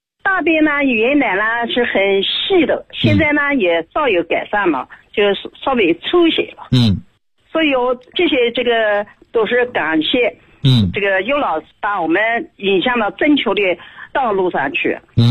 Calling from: Nanjing, Jiangsu, China; 我是南京的。

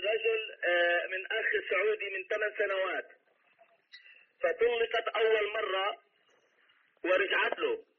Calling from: Portland, Oregon, United States; نحن السؤال من هون، من أنا من أمريكا بتكلم

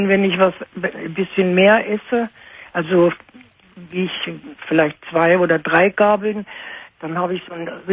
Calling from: Munich, Bavaria, Germany; ich war bei uns in München im Bogenhausen. Das ist ein großes Klinikum.

